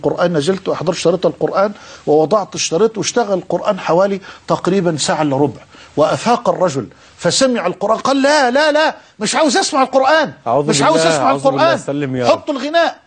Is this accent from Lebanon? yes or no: no; Egypt; في عندنا في مصر